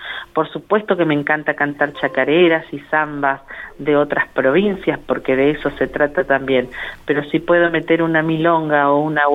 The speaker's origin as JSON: {"language": "Spanish", "town": "General Acha", "region": "La Pampa", "country": "Argentina", "tie": "born or raised there", "said": "cuando era chica en General Hacha no había dónde ir a estudiar"}